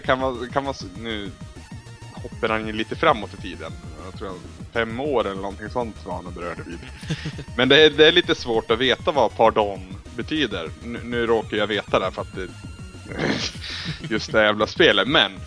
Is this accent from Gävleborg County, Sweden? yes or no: yes; Bollnäs, Gävleborg County, Sweden; När jag var hemma i Bollnäs